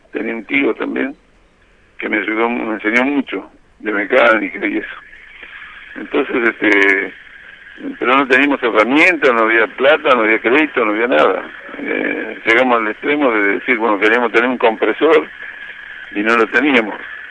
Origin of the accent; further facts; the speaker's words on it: Reynosa, Tamaulipas, Mexico; born there; nacimos de una familia humilde. Entonces, yo nací en Reynosa, en el Mineno Reynosa, mi viejo tenía una herrería